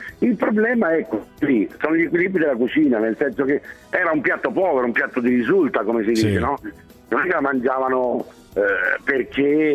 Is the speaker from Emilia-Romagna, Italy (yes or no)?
no; Rome, Lazio, Italy; io sono romano da 7 generazioni